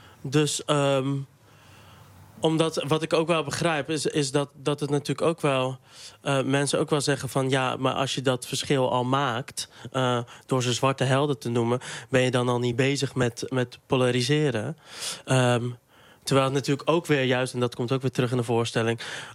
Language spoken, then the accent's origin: Dutch; Dordrecht, South Holland, Netherlands; In Dordrecht. Mm-hmm. Wat in principe niet per se een heel witte stad is. Maar mijn wijk was dat wel. En mijn ouders ook, want ik ben geadopteerd.